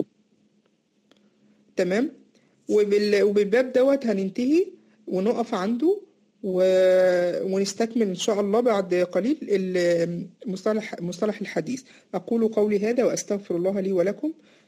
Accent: Egypt; اللي هو بيسموه عندنا في مصر النبلة

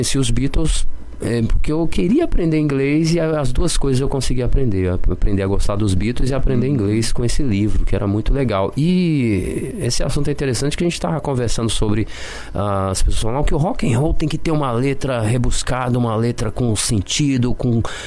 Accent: Barbacena, Minas Gerais, Brazil; E eu, quando era menino em Barbacena, eu queria aprender inglês

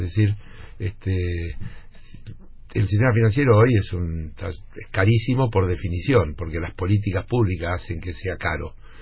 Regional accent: Argentina; Porque yo soy argentino

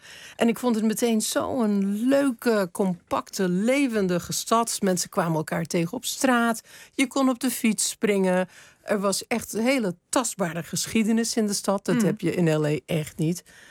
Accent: Los Angeles, California, United States; moved away as an adult; now in Amsterdam, Netherlands; Waar ik ben opgegroeid is Los Angeles. Een enorme, oeverloze stad. Alleen maar te bereiken alles met de auto.

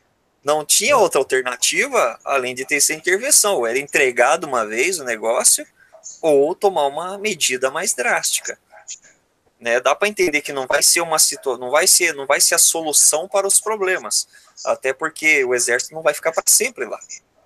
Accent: Paraná, Brazil; Porque eu sou do Paraná.

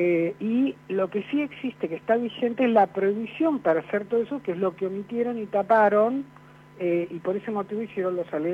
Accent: Vicente López, Buenos Aires Province, Argentina; ¿Cómo le va? Soy de Vicente López

